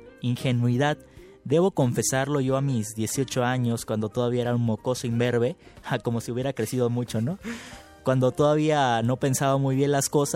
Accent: Veracruz, Mexico; En Veracruz, lugar de donde yo soy, hubo robo de urnas.

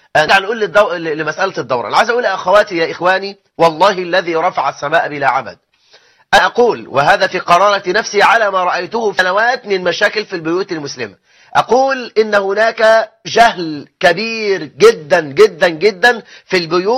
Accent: Egypt; آخر إحصائيات عندنا في مصر 9 مليون امرأة مطلقة،

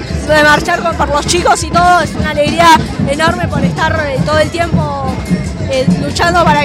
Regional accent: La Plata, Buenos Aires Province, Argentina; Soy del barrio de Los Hornos, de acá de La Plata.

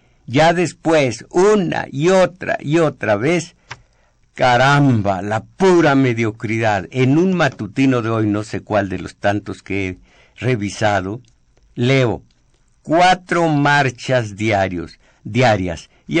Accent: Mexico; como comunidad agraviada, como mexicanos gobernados de tan inicua madera

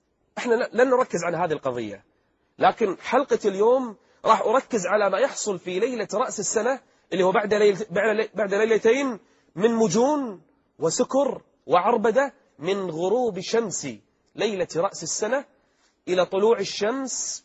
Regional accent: Kuwait; أحد التجمعات السياسية الموجودة عندنا في الكويت

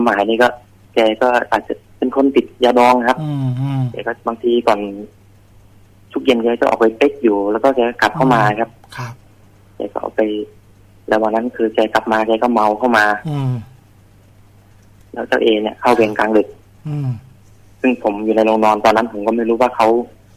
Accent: Surin, Thailand; จะไปที่บ้านเกิดที่สุรินทร์ต่อครับผม

